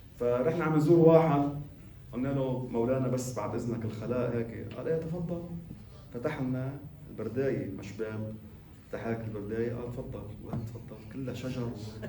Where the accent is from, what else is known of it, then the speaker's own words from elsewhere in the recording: Lebanon; قلت لكم مرة كان عندنا بلبنان نحن هون وقف اسمه وقف الصحن.